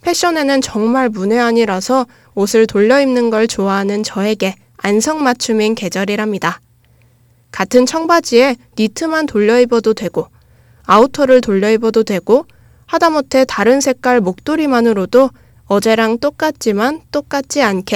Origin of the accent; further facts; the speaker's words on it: Texas, United States; now in South Korea; 저는 어렸을 때 미국의 텍사스주에 살았는데요. 거긴 따뜻한 곳이라서 겨울에 눈이 오는 일이 거의 없었어요. 근데 딱 한국에 입국했을 때